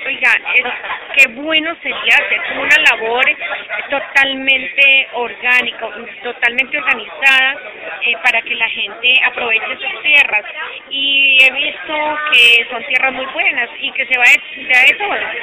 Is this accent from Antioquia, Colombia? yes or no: no; Caldas, Colombia; now in Chile; vengo desde el país de Colombia, país vecino, más exactamente el departamento de Caldas, Alto Oriente de Caldas.